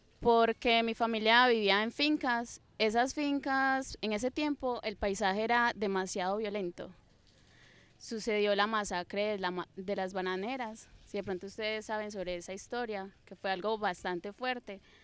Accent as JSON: {"language": "Spanish", "town": "Medellín", "region": "Antioquia", "country": "Colombia", "tie": "born there", "said": "Yo nací aquí en Medellín, pero la gran parte de mi familia vivió en apartado, ¿cierto? Conozco toda la zona de Antioquia"}